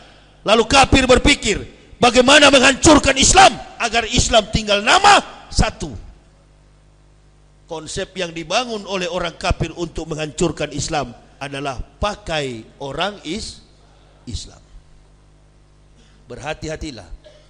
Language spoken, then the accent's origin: Indonesian; Manado, North Sulawesi, Indonesia; saya orang Manado.